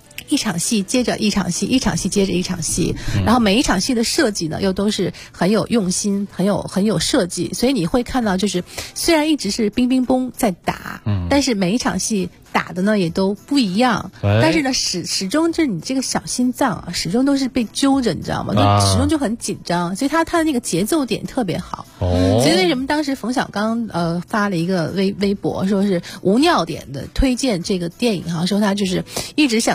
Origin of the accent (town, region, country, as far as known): China